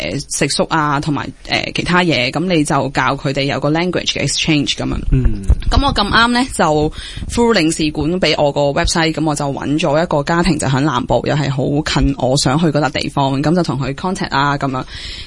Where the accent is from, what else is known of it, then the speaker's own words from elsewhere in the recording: Hong Kong; 你係咪香港人啊咁樣，我係香港人啊